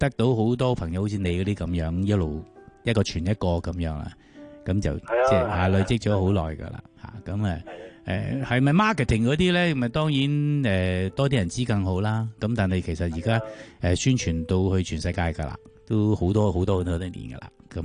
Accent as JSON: {"language": "Cantonese", "region": "Kowloon", "country": "Hong Kong", "tie": "born or raised there", "said": "即系我喺九龙长大啦吓。"}